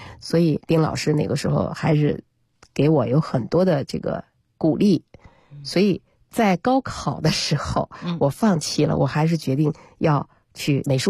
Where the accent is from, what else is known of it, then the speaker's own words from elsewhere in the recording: Beijing, China; 我先说我是北京人，从小在北京的这样一个比较博大的这种文化的氛围里面啊